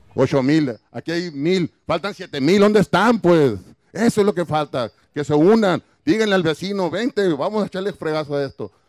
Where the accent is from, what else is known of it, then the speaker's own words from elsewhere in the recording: Hermosillo, Sonora, Mexico; Vengo de Hermosillo, vivo en Hermosillo, pero tengo 20 años en San José.